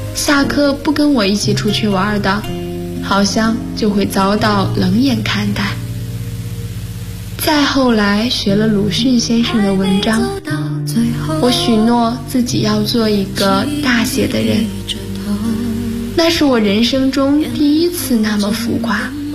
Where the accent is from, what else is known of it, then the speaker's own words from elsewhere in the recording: North China, China; 我出生在北方的三线小城市，小时候不懂事儿，总爱问父母我们这个城市到底是哪三线。